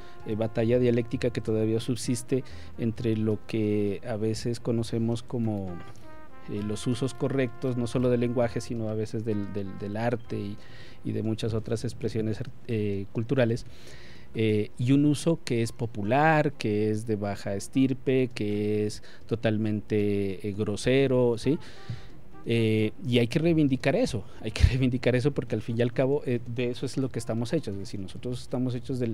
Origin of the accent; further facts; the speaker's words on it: Pasto, Nariño, Colombia; Nos pasa incluso a nosotros, ¿sí? Como pastusos y como nariñenses.